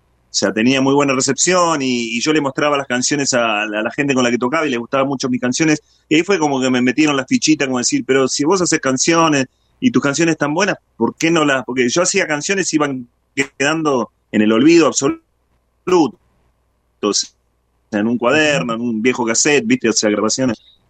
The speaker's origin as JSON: {"language": "Spanish", "region": "Buenos Aires", "country": "Argentina", "tie": "born or raised there", "said": "Yo soy oriundo de Buenos Aires, pero de Buenos Aires me fui a hacer ratazo, digamos."}